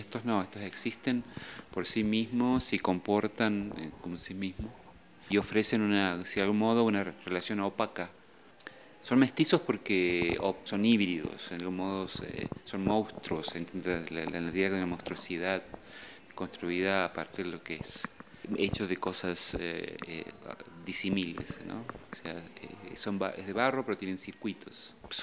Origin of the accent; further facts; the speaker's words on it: Argentina; now in United States; soy argentino, pero vivo en los Estados Unidos, donde soy profesor de arquitectura y estoy afiliado a una escuela también de arte electrónico. Hace unos 10 años que vivo en Estados Unidos